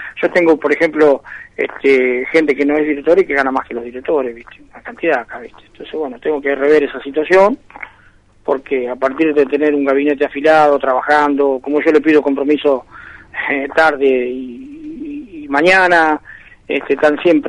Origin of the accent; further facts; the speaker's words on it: Roque Pérez, Buenos Aires Province, Argentina; en el caso de mi pueblo, Roque Pérez